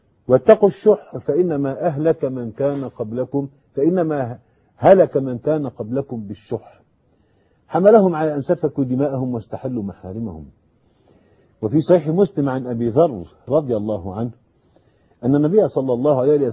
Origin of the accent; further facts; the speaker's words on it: Egypt; إحنا ضيوف عنده في مصر